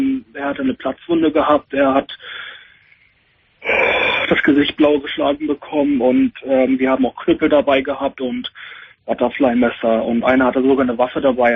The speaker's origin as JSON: {"language": "German", "country": "Germany", "tie": "born there", "said": "Oh, ich bin schon Deutscher, also ich bin in Deutschland geboren."}